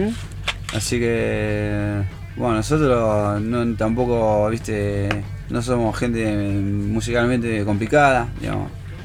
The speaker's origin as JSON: {"language": "Spanish", "town": "La Plata", "region": "Buenos Aires Province", "country": "Argentina", "said": "Pero nosotros somos de La Plata"}